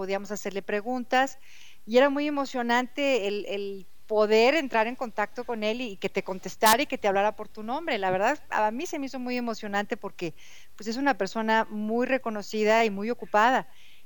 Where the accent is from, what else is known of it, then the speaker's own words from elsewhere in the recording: Mexico; soy de México, tengo un audiolibro